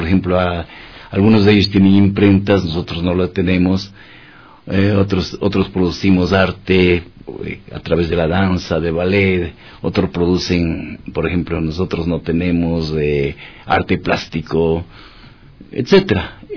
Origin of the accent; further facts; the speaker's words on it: Macas, Morona Santiago, Ecuador; estamos trabajando sobre esta próxima reunión y que posiblemente sea en mi tierra, en Macas